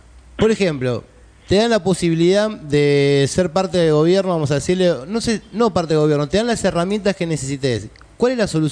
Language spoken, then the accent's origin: Spanish; Paso del Rey, Buenos Aires Province, Argentina; porque yo soy de provincia como vos, yo sabés que soy yo de Paso de Rey